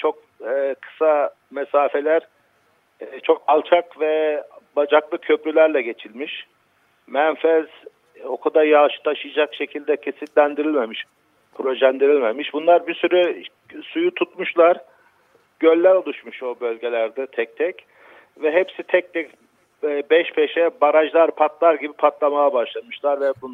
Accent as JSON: {"language": "Turkish", "region": "Black Sea Region", "country": "Turkey", "said": "Ya eskiden ben de Karadenizliyim."}